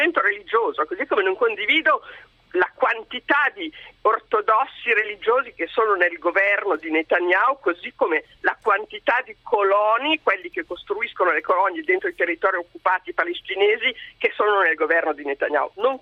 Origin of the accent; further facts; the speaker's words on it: Piedmont, Italy; Io vengo dalla Repubblica dell'Ossola